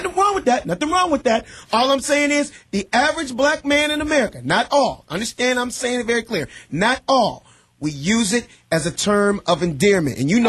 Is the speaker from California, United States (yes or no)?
yes; Los Angeles, California, United States; I was the only black kid in an all-white private school, Beverly Hills, but grew up and born and raised in South Central L.A.